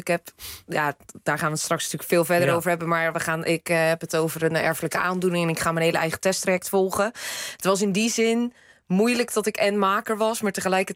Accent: Katwijk, South Holland, Netherlands; gaan mensen nu horen dat ik uit Katwijk kom?

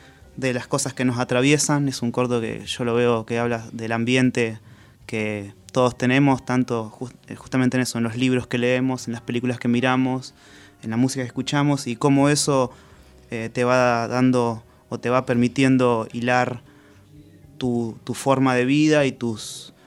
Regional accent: Santa Rosa, La Pampa, Argentina; yo soy de La Pampa, soy de Santa Rosa, y viví ahí

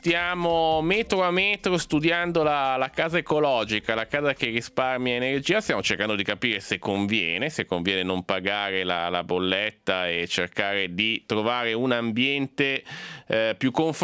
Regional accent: Genoa, Liguria, Italy; io che sono un po' genovese, cioè sono genovese

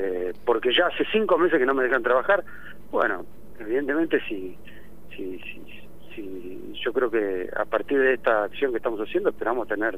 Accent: Rauch, Buenos Aires Province, Argentina; somos de Rauch. No tendremos la residencia, pero somos de Rauch, queremos al pueblo

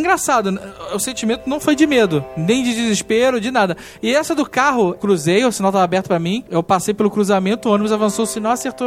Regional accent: Rio de Janeiro, Brazil; Aí eu tava putaço, que eu sou carioca

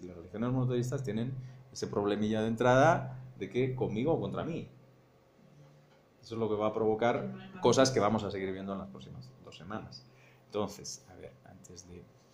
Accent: Segovia, Castile and León, Spain; La Catedral de Segovia, que es mi pueblo.

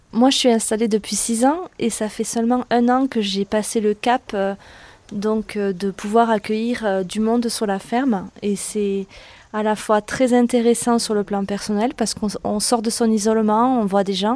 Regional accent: Occitanie, France; je suis venue aujourd'hui à la Réunion ici sur le Arieux-Pérou, mais je suis du Lévézou.

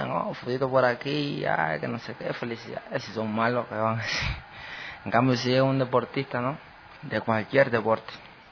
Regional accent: Ecuador; Yo en mi país pienso darle hasta lo último. A ver si conseguimos otra medalla olímpica. Y darle a hacer reconocer el nombre de Ecuador.

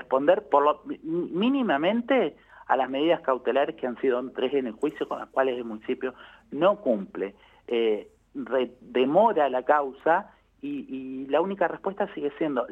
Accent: Henderson, Buenos Aires Province, Argentina; now in La Plata, Argentina; soy platense, vivo en La Plata hace 20 años y siempre hago en contraposición. En mi localidad natal, que es Henderson, provincia de Buenos Aires

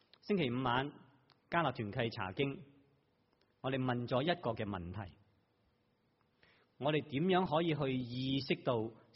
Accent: Hong Kong; now in Taiwan; 即我自己在台湾，如果有一个香港的上司，我又是香港人，应该或多或少应该方便一点。

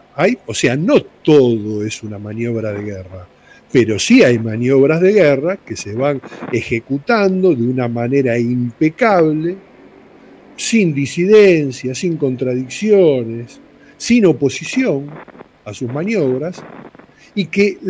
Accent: Argentina; vengo como ciudadano, como argentino, como persona común

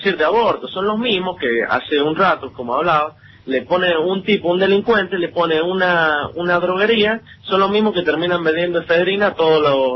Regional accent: San Juan, Argentina; now in La Rioja, Argentina; Pero soy de San Juan.

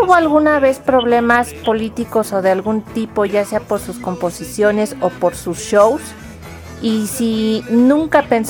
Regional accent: Mexico; que sean los que ayudan a conservar nuestra identidad como mexicanos, porque nuestro país está muy perdido en otras costumbres que ni al caso.

